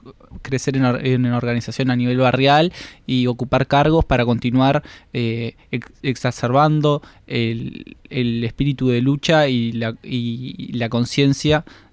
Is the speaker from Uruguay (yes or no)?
yes; Montevideo, Uruguay; yo vengo de una familia con tradición militante. Soy del barrio de La Teja, que también es un contexto bastante político en todos los factores